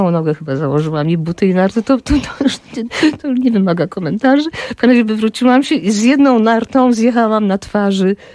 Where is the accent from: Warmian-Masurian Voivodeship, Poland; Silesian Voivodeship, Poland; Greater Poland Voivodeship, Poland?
Silesian Voivodeship, Poland; Bielsko-Biała; born there; Ona pracowała w sanatorium, dlatego ja się urodziłam w Bielsku-Białej, bo ona tam dostała pracę, a nie tutaj.